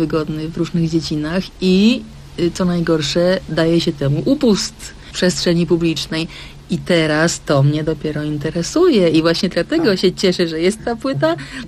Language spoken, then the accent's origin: Polish; Kraków, Lesser Poland, Poland; No nie czułam tego w ogóle, chociaż jestem z Krakowa